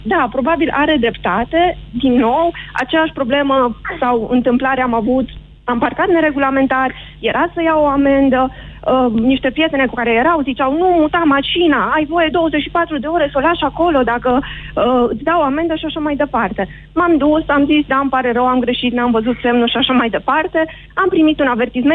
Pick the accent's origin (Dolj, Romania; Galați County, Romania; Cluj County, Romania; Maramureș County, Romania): Cluj County, Romania; Cluj-Napoca; Nu sunt din Cluj.